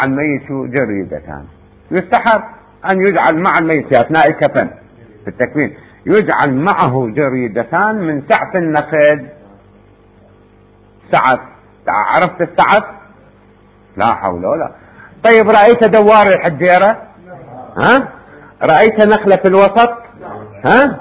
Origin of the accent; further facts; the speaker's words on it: Iraq; احنا عندنا بالعراق يسموه كلبتوز